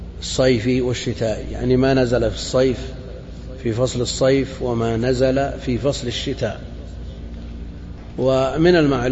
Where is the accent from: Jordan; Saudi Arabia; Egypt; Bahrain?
Saudi Arabia; Najd; هي ما هي معروفة عندنا في نجد لكن هي معروفة في الحجاز